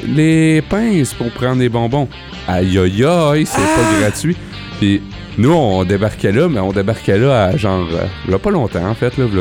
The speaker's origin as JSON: {"language": "French", "town": "Sorel", "region": "Quebec", "country": "Canada", "said": "Ben, je viens de Sorel, mais alentour de Sorel, il y a des beaux villages de campagne."}